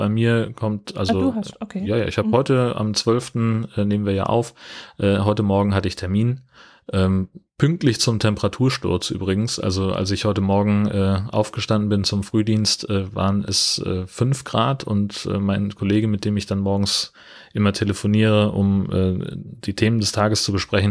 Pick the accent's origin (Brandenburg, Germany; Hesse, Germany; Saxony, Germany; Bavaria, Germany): Hesse, Germany; ich bin ja in Mittelhessen aufgewachsen, in einer fast schneesicheren Region damals.